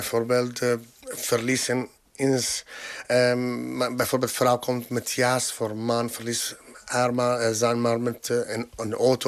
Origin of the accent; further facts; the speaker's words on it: Latakia, Latakia Governorate, Syria; Dutch is a second language; now in Netherlands; Latakia is mijn stad in Syrië. Ik ben hier van 9 jaar geleden, origineel. Ik kom uit Syrië, daarom.